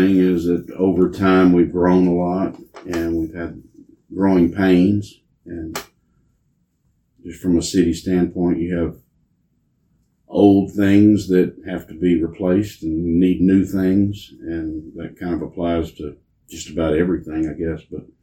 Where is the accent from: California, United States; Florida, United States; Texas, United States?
Texas, United States; Navasota; also born or lived in Houston; My grandparents lived here, and I was born in Houston. My dad was working out of town at the time. He ended up coming back to Navasota when I was about three, so pretty much been here all my life.